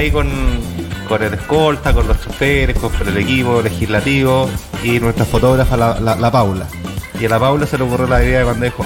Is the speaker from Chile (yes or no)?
yes; Chile; acá se nos vienen como chilenos meses muy, muy difíciles.